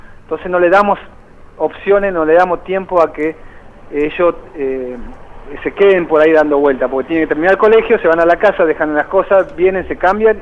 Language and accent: Spanish; Espinillo, Formosa, Argentina; esto fue un poquito ayudar a mi provincia o directamente a mi pueblo, allá en Espinillo Formosa